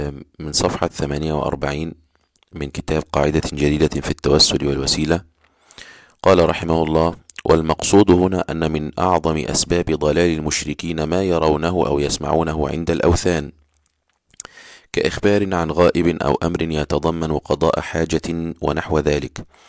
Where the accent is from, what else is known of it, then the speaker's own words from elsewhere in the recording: Egypt; يعني في قرى كنت أعرفها في عندنا في مصر، في الصعيد وفي الشرقية